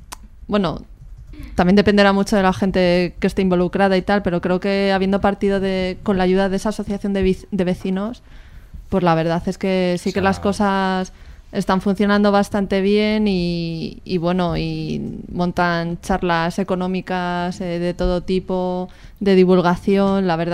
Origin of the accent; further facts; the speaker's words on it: Madrid, Community of Madrid, Spain; Yo por referencia, que soy de Moratalaz.